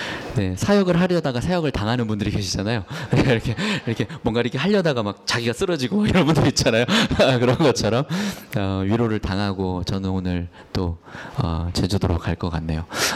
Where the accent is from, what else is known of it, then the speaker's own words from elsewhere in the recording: Daejeon, South Korea; now in Seoul, South Korea; 제가 고향이 대전인데 대전에는 좀처럼 그런 일이 없는데 이제 서울에 와서 살다 보니